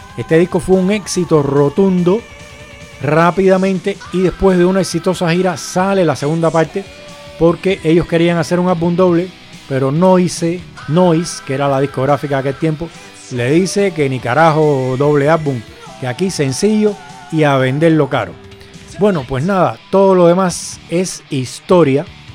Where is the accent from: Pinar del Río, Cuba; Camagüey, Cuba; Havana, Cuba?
Havana, Cuba; yo soy de La Habana